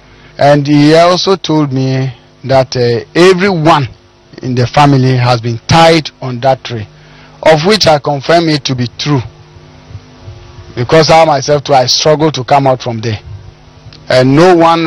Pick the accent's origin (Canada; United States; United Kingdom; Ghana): Ghana; I'm from Ghana, my hometown is in Togo.